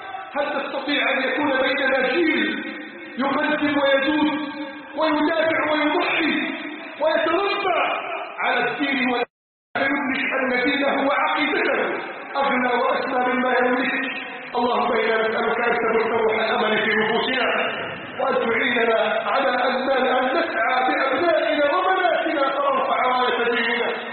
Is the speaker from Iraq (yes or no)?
no; Egypt; حتى أسأله عن بلدنا مصر